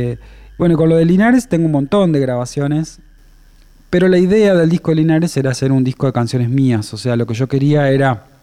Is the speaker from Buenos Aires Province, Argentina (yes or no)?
no; La Paz, Entre Ríos, Argentina; porque soy de La Paz, es como el porteño que nunca subió al obelisco, ¿viste?